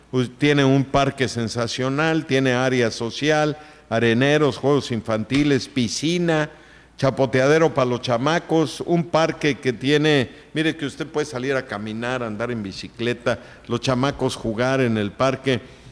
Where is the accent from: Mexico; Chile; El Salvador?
Mexico; Oaxaca; pues sí, pues soy oaxaqueño